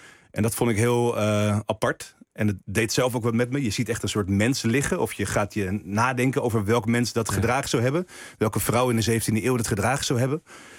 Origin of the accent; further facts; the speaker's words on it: Texel, North Holland, Netherlands; ik ben wel echt van Texel. Maar als je echt de Texelaars vraagt, ben ik nog steeds import. Ook al is het getrapt.